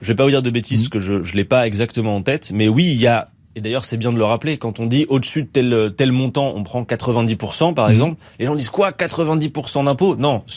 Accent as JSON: {"language": "French", "town": "Lille", "region": "Hauts-de-France", "country": "France", "said": "Je suis Lillois."}